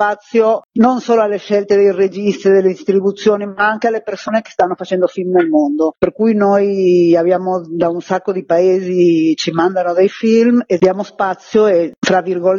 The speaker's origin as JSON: {"language": "Italian", "town": "Milan", "region": "Lombardy", "country": "Italy", "said": "Quest'anno lo facciamo a Milano, perché noi siamo milanesi"}